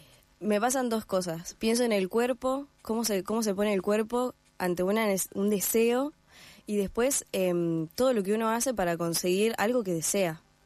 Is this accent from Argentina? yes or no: yes; Gualeguaychú, Entre Ríos, Argentina; yo soy de Entre Ríos, de Gualeguaychú, y no hay profesores de violín acá